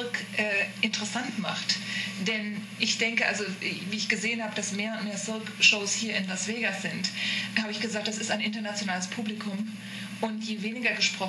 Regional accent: Bonn, North Rhine-Westphalia, Germany; ich bin aus Bonn. Also aus der Bonn-Kölner Gegend.

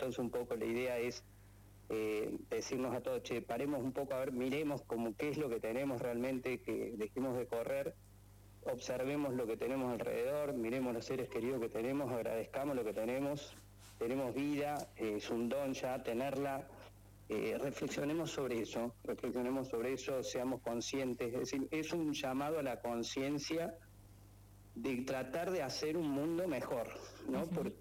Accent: Córdoba, Argentina; Yo soy cordobés, soy egresado de la Universidad Nacional de Córdoba

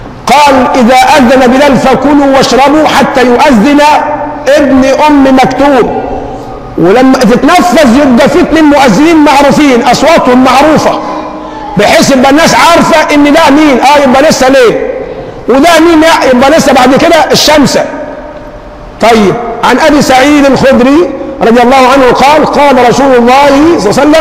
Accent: Egypt; عندنا كمصريين بنقول حي على الصلاه

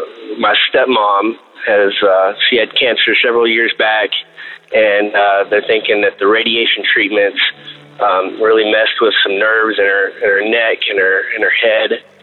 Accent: Amarillo, Texas, United States; I'm from Amarillo, Texas. This is the first time that I've called.

